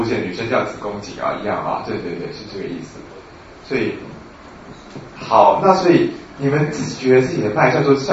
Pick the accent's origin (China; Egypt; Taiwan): Taiwan; 因为我们台湾人普遍来讲脉都很虚啊。我觉得我们台湾的这种阴阳虚实是有坐标偏离的现象